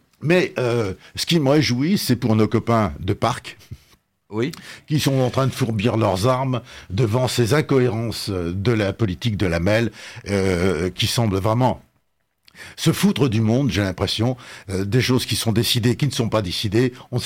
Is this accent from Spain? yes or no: no; Lille, Hauts-de-France, France; je voulais vous dire un truc qui me chiffonne en tant que Lillois.